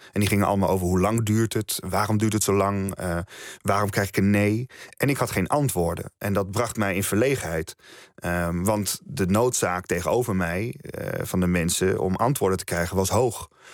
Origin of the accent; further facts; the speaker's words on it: Netherlands; Maar het is überhaupt gek dat ik als Nederlander die kennis niet heb.